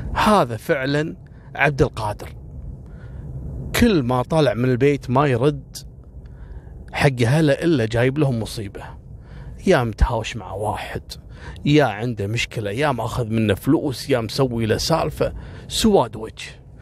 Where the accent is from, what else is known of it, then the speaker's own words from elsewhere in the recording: Kuwait; أشهر وأغرب الحوادث اللي حصلت عندنا في الكويت